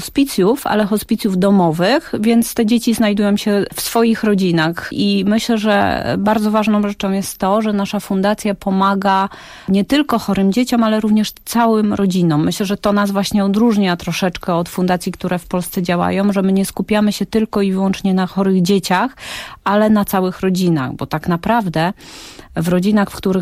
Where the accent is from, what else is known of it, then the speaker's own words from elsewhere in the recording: Witnica, Lubusz Voivodeship, Poland; Mieszkaliśmy w większości, bo tam było troszeczkę przeprowadzek po drodze, ale w większości swoje dzieciństwo spędziłam w takim bardzo, bardzo małym miasteczku koło Gorzowa Wielkopolskiego, które nazywa się Witnica.